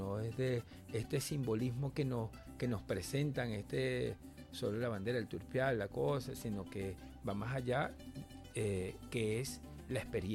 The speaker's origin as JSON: {"language": "Spanish", "town": "Caracas", "region": "Capital District", "country": "Venezuela", "tie": "born there", "said": "yo nací acá en Caracas. Aquí en Caracas es particular porque acá en Caracas la gente me ve como una persona de Lara, y en Lara me ven de Caracas."}